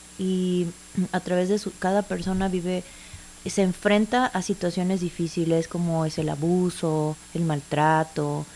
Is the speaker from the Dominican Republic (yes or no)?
no; Mexico; nosotros como mexicanos y una cultura que tenemos como muy común es cerrar los ojos, no prepararnos